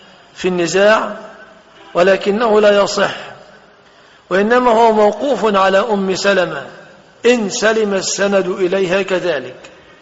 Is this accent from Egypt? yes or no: yes; Egypt; الخمار الذي هو موصوف في بلادنا مصر